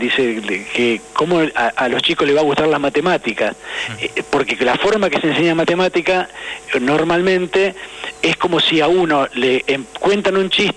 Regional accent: San Miguel, Buenos Aires Province, Argentina; born there; Yo soy nacido en San Miguel, provincia de Buenos Aires

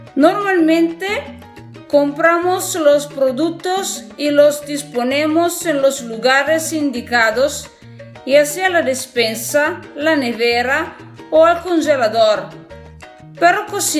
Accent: Piedmont, Italy; Spanish is a second language; soy italiana del norte de Italia, el Piemonte, la región del Piemonte.

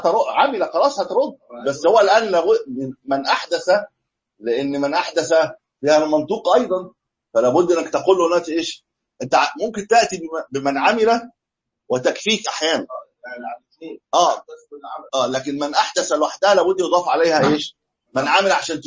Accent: Egypt; الناس بقى لها 300 سنه عندنا في مصر 300 700 سنه بيحتفل بالمولد النبوي

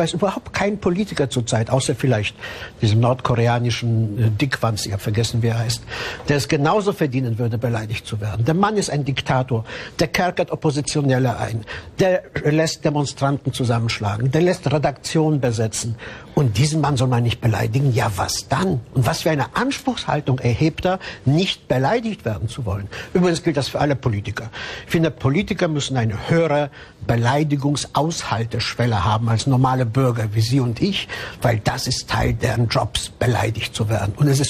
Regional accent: Cologne, North Rhine-Westphalia, Germany; Ich bin ja in Köln groß geworden

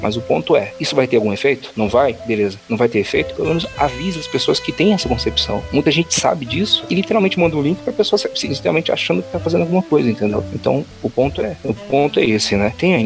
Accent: São Paulo, Brazil; inclusive pra mim, que eu sou aqui de São Paulo

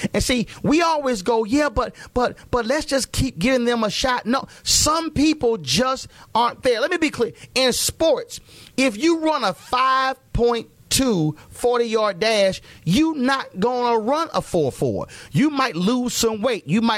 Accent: Houston, Texas, United States; And again, we're hopeful that we'll be able to add my hometown of Houston.

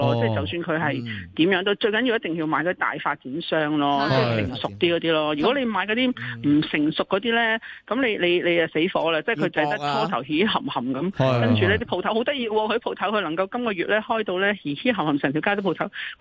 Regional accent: Hong Kong; 一見到我哋香港人

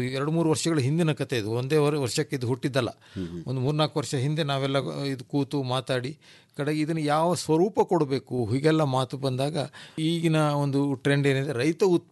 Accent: Sagar, Karnataka, India; ನಾವು ಸಾಗರದವರು.

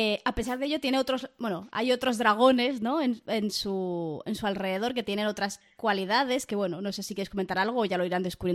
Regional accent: Barcelona, Catalonia, Spain; a mí soy de Barcelona toda la vida, catalana.

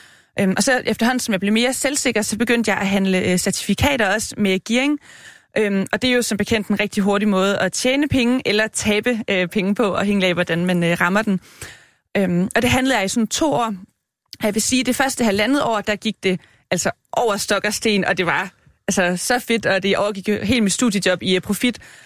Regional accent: Region of Southern Denmark, Denmark; Og jeg er jo fra Fyn og har hele min familie i Jylland

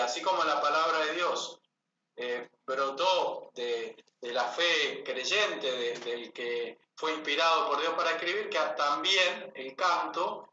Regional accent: Las Parejas, Santa Fe, Argentina; born there; also born or lived in Ledesma; Yo nací en Las Parejas, Santa Fe, porque mamá tenía un médico amigo de confianza que era su partero

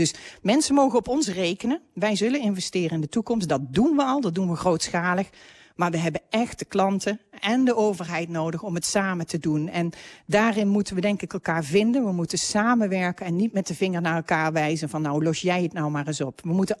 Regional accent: Helmond, North Brabant, Netherlands; Ik kan me herinneren, ik kom uit Helmond, dat er in Helmond een zonnepanelenfabriek was.

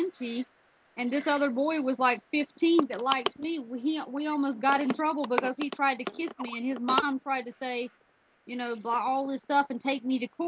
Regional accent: South Carolina, United States; Yeah, that's where I grew up. But I mean, technically I'm Greek, but I was born in the United States and just happened to be born in South Carolina.

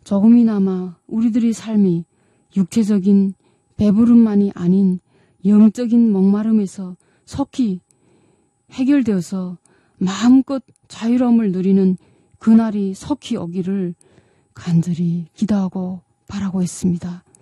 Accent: North Korea; now in South Korea; 저도 북한에 살 때 집에서 엄마가 그런 말을 했던 기억이 납니다.

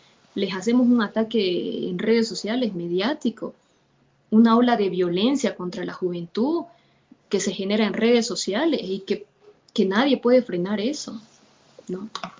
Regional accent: Bolivia; no vamos a negociar esa lucha como familia ni como pueblo boliviano que hemos dado ante nada

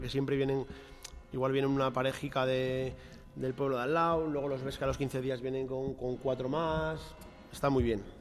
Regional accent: Fitero, Navarre, Spain; Yo era lo que quería desde que empecé a ser cocinero, abrir un restaurante en mi pueblo.

